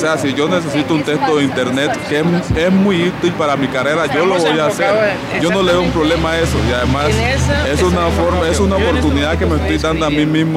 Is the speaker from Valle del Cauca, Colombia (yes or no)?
no; Chocó, Colombia; born there; now in Bogotá, Colombia; vengo de Bogotá, pero digamos que tengo dos residencias. Mi residencia natal es Chocó Pacífico